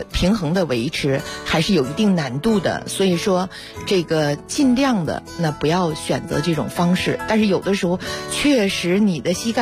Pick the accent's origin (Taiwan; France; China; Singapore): China; Beijing; 我们北京人